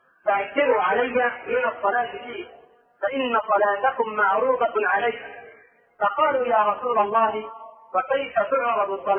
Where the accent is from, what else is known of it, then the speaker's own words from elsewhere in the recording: Egypt; ترى كثيرا من الناس لا سيما عندنا في مصر